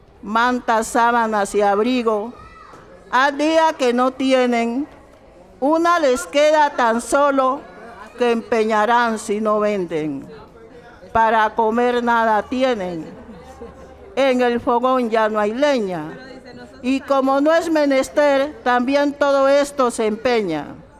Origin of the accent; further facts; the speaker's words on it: Buenaventura, Valle del Cauca, Colombia; now in Cali, Colombia; Nosotros nos vinimos de Buenaventura, mi hermano tenía su negocio, llegamos a vivir a esta ciudad y era una situación muy difícil.